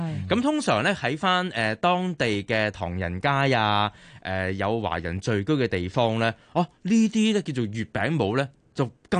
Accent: Hong Kong; 我哋香港人

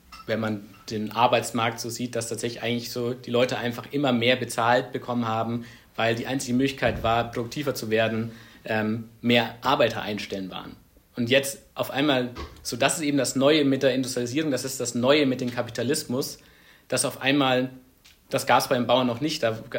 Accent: Ansbach, Bavaria, Germany; in der Region, wo ich herkomme, in Ansbach

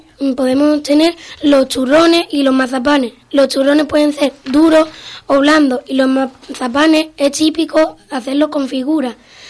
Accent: Spain; Los españoles tenemos la tradición de comernos 12 uvas al son de las campan

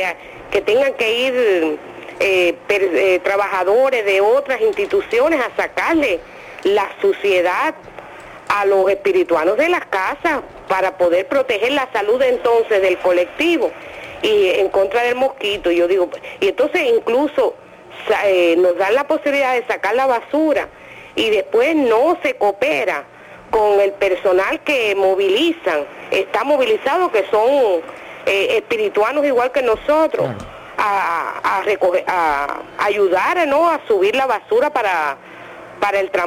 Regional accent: Villa Clara, Cuba; now in Sancti Spíritus, Cuba; Yo soy de Villa Clara, lo que pasa es que hace 37 años tomé agua del Yayago y ya me considero una espirituana.

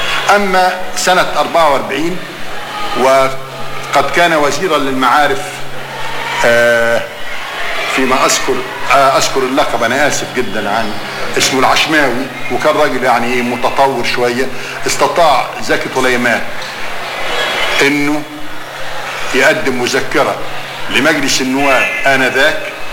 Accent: Cairo, Cairo Governorate, Egypt; لان هيئة التدريس حتى عندنا في القاهرة كلهم مخرجين

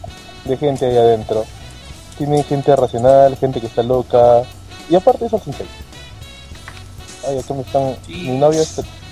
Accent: Lima, Peru; Sí, soy de Lima.

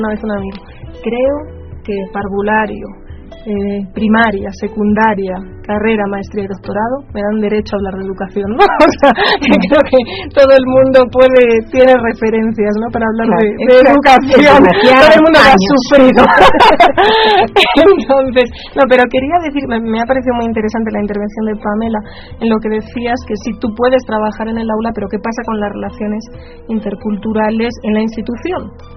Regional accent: Spain; bueno, yo soy española, ¿no?

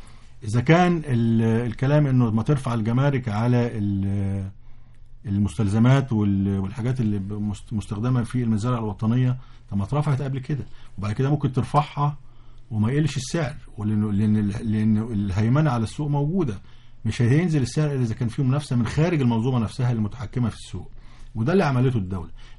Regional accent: Egypt; إحنا كمصريين ضحك علينا فترة من الفترات

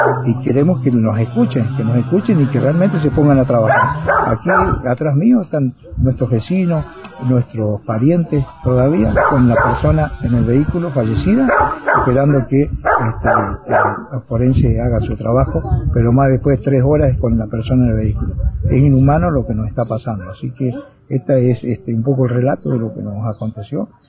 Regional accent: Argentina; somos argentinos y estamos despidiendo nuestros derechos

